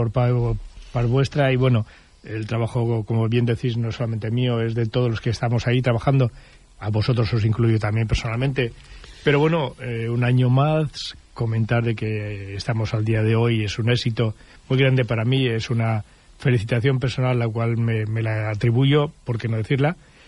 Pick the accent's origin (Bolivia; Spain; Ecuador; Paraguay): Spain; Barcelona, Catalonia; born there; No soy berciano, más de uno de vosotros lo sabéis. Yo soy nacido aquí en Barcelona